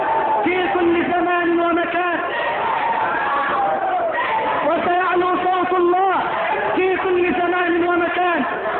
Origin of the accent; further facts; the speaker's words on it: Egypt; اللهم اجعل بلدنا مصر بلد الامن والامان، اللهم اجعل مصرنا بلد الامن والامان